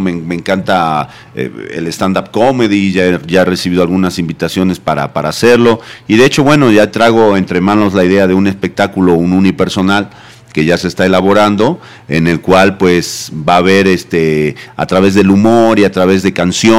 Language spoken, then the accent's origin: Spanish; Jujuy, Argentina; Esa es la Quebrada de Humahuaca, esa es mi tierra natal.